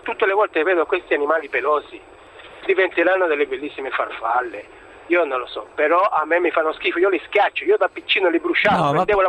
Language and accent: Italian; Venezuela; now in Italy; io sono originario del Venezuela e mi ricordo, ormai sono 30 anni che sono in Italia